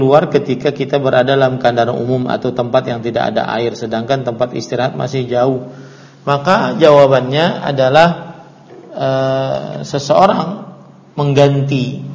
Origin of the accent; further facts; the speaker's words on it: South Kalimantan, Indonesia; karena saya asli orang Banjar, maka saya nisbatkan diri saya dengan